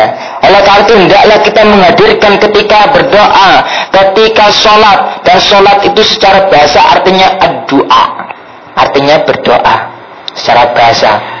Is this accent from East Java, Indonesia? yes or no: yes; Surabaya, East Java, Indonesia; Ya, kalau saya aslinya Surabaya, kalau di Surabaya itu ada namanya Kampung Bali, itu khusus.